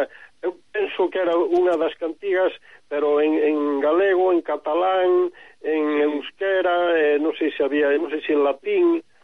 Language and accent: Galician; Lugo, Galicia, Spain; eu creo que eu son de Lugo, estudaba no instituto ali en Lugo, con Alonso Montero